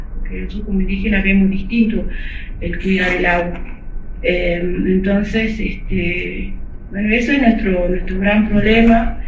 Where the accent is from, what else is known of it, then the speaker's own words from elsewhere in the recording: Pozo Colorado, Jujuy, Argentina; soy de Pozo Colorado, es mi comunidad. Yo pertenezco a lo que es Salinas Grandes y Laguna Guayacayó.